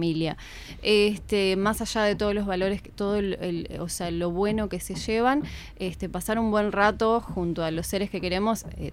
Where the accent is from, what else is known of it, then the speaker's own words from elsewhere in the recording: Paysandú, Uruguay; Yo soy de Paysandú, en realidad este teatro que nombro fue allá en Paysandú.